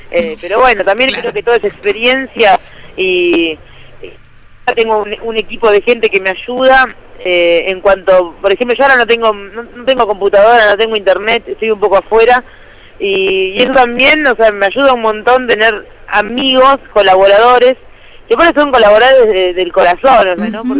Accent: Remedios de Escalada, Buenos Aires Province, Argentina; also born or lived in Lanús / Palermo / Belgrano; Nací en Lanús. ¿Qué? A partir de Lanús me crié en Remedios de Escalada.

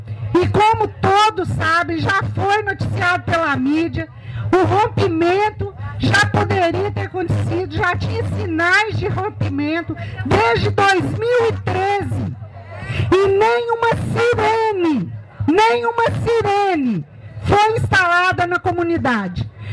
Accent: Belo Horizonte, Minas Gerais, Brazil; eu também não sou de Mariana, sou de Belo Horizonte, mas tive a grata satisfação de viver durante um ano na comunidade de Bento Rodrigues.

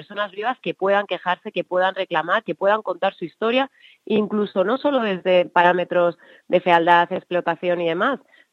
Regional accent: Alcorcón, Community of Madrid, Spain; yo como ecuatoguineana también, y no solo madrileña o alcorconera o lo que sea, ¿no?, o las mil cosas que soy al mismo tiempo

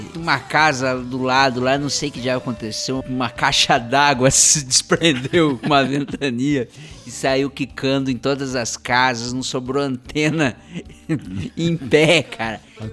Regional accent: São Paulo, Brazil; Cara, eu sou paulista, paulistano

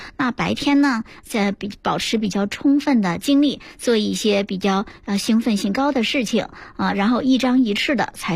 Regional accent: China; 如果说生吃，我们中国人有很多胃肠道，他觉得受不了

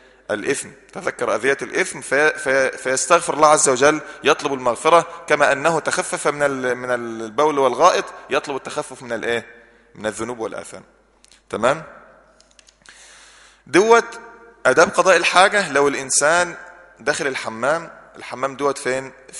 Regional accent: Egypt; قبلتنا سهلة خالص، في مصر قبلتها من ناحية الجغرافيا والاتجاهات الأربعة

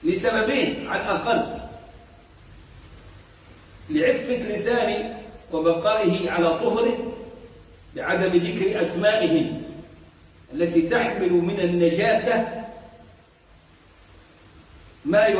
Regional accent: Egypt; زي اللي فاكر مثلا عندنا في مصر

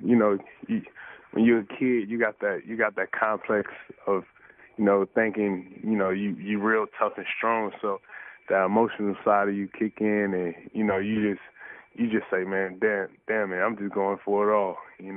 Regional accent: Compton, California, United States; growing up in Compton, you know, from the gangs to violence to, you know, everything that comes with it.

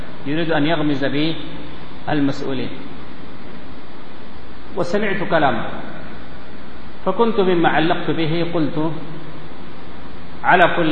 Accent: Sudan; وأشار إلى ملابسات عندنا في السودان

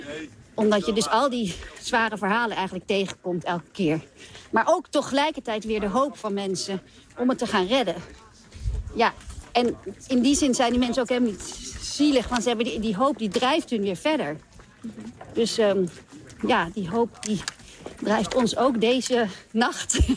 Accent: Mali; also born or lived in Chad; ik ben ook opgegroeid in Mali en Tjaad zelf.

